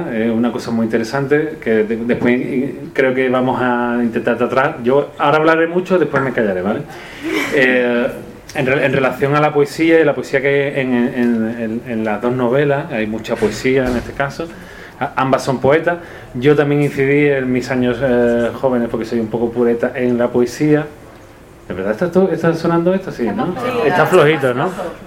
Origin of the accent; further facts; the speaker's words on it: Cádiz, Andalusia, Spain; Somos como tres marcianos en un ascensor, porque yo vengo de Cádiz de...